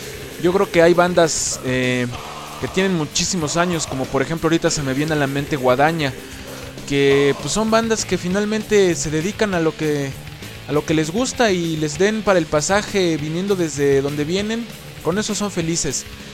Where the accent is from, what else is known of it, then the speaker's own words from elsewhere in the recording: Mexico; pero pues si somos nosotros mexicanos